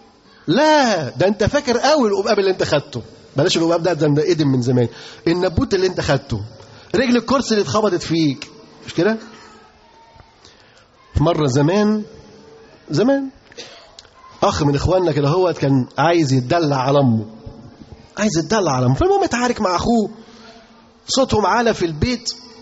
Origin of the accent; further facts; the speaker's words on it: Egypt; انتوا عارفين في كام طالب عندنا في مصر بيتعلم؟